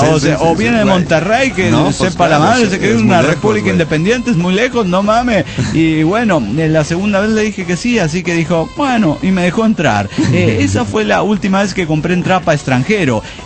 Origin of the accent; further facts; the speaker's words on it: Bolivia; yo vengo de Bolivia, soy extranjero